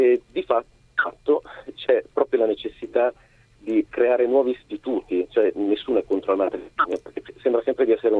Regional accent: Milan, Lombardy, Italy; io allora abitavo a Milano perché sono di Milano originario

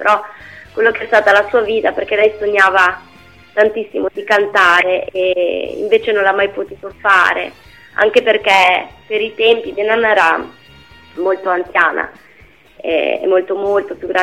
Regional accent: Parma, Emilia-Romagna, Italy; now in Modena, Italy; Sì. Sono di Parma.

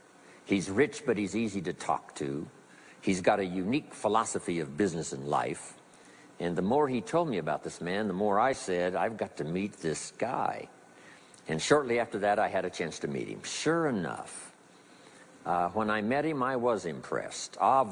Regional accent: Idaho, United States; I was raised in Southwest Idaho.

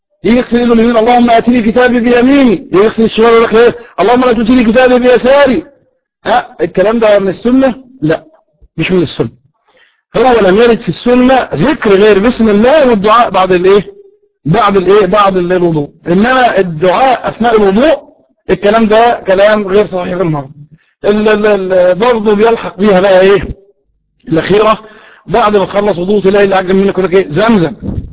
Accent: Kafr El Sheikh Governorate, Egypt; قلت له انا من كفر الشيخ.

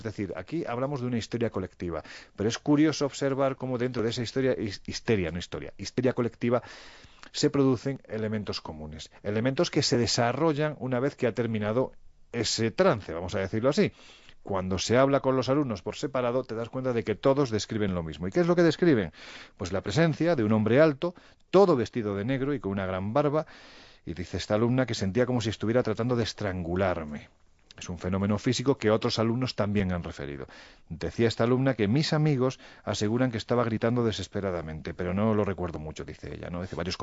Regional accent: Andalusia, Spain; Sí, yo soy andaluz, a mí me da miedo.

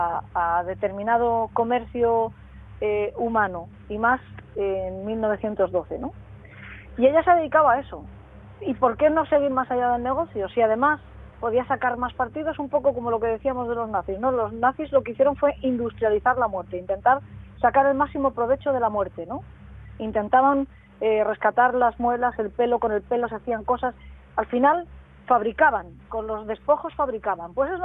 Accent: San Vicente del Raspeig, Valencian Community, Spain; Yo soy de San Vicente de los Tres, en Alicante

